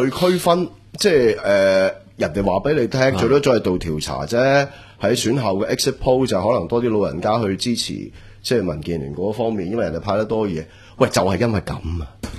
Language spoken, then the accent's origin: Cantonese; Hong Kong; 我哋香港人